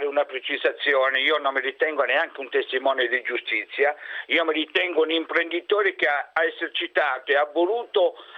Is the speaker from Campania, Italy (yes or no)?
no; Calabria, Italy; moved away as an adult; non possiamo far più rientro nella mia terra, nella mia Calabria